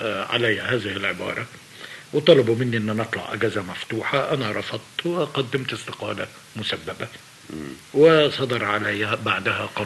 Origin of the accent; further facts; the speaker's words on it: Egypt; انا مواطن مصري هتحمل مسؤوليه الهزيمه